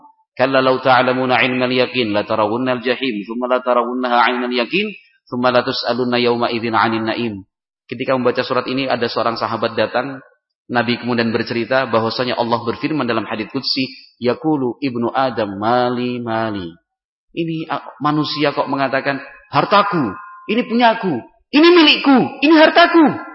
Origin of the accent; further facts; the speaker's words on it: Yogyakarta, Special Region of Yogyakarta, Indonesia; Saya berasal dari Yogyakarta.